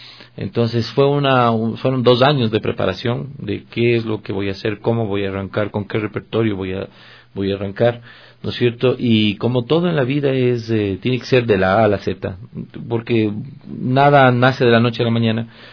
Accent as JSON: {"language": "Spanish", "country": "Ecuador", "said": "cuando yo realmente me considere que soy un ecuatoriano de exportación, he de pensar en salir al extranjero."}